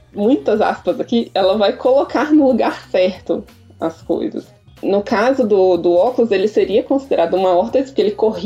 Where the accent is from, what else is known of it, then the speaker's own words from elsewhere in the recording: Brasília, Federal District, Brazil; Ah, então, eu sou arquiteta, sou de Brasília.